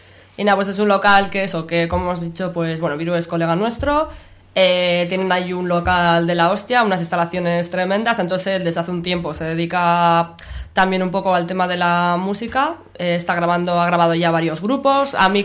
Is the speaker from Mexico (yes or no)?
no; Bilbao, Basque Country, Spain; Pues nosotras somos de Bilbao, yo soy de Uribarri y Vicky es de Indautxu.